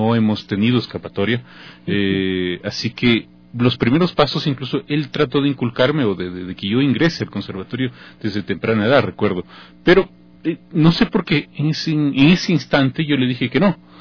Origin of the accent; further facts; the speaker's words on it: Loja, Ecuador; de mi ciudad natal, de Loja, y pude terminar la carrera como pianista 10 años después en este hermoso conservatorio